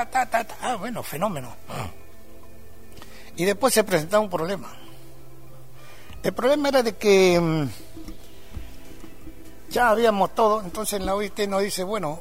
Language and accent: Spanish; Argentina; para que ellos sepan de que acá también vivimos seres humanos y somos argentinos